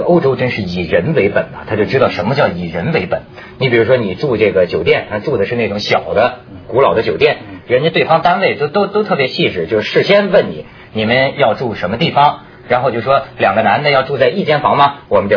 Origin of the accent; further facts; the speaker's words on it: China; 这个，你看，就反映咱们中国人呢